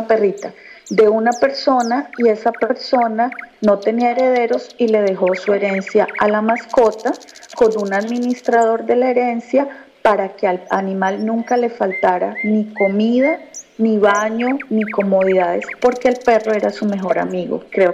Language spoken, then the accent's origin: Spanish; Cáqueza, Cundinamarca, Colombia; ¿Yo qué recuerdo de mi pueblo? Mire, recuerdo varias cosas.